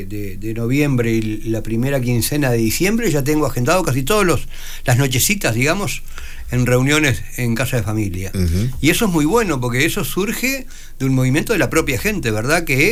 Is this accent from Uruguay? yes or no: yes; Maldonado, Uruguay; Yo soy de Maldonado, quiero a Maldonado, respeto a Maldonado, defiendo a Maldonado, peleo por Maldonado, así que a mí no me sacan de acá.